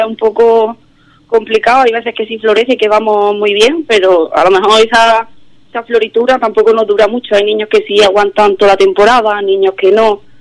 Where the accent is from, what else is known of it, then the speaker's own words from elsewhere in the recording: Archidona, Andalusia, Spain; intenté meterme poco a poco en el club que había en mi pueblo, en Archidona